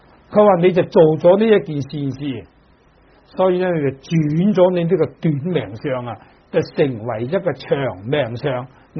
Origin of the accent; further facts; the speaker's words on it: Dongguan, Guangdong, China; 咁尤其是我哋鄉下東莞咧，就可以講魚塘咧，處處有嘅。